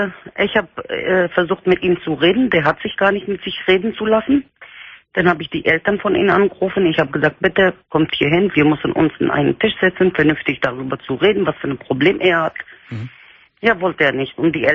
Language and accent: German; Turkey; German is a second language; Ich komme aus der Türkei. Ich bin Kurde.